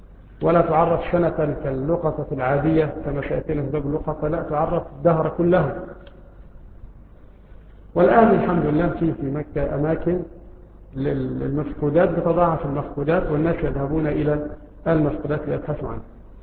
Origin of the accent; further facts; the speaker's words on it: Egypt; له رائحة طيبة مثل رائحة النعناع عندنا في مصر، وهو يشبه الرعراع عندنا في مصر